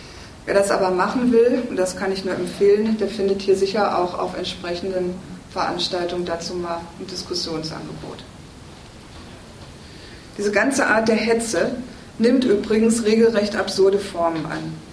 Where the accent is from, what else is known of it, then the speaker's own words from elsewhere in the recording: North Rhine-Westphalia, Germany; bei uns im Ruhrgebiet, wo ich herkomme.